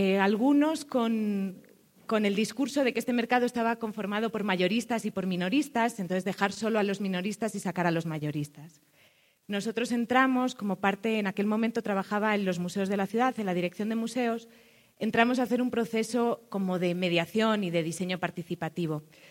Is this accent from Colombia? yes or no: no; Spain; accent: Spanish; moved away as an adult; now in Ecuador; Como verán por mi acento, soy española, pero llevo 6 años en Ecuador. Les hago esta aclaración porque hablo como ecuatoriana, porque me siento profundamente ecuatoriana.